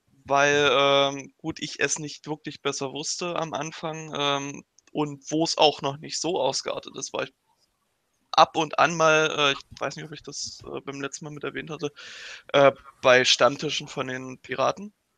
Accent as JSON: {"language": "German", "region": "East Germany", "country": "Germany", "said": "komme ich ja aus dem Osten und im Sachsen-Anhalt-Landesverband"}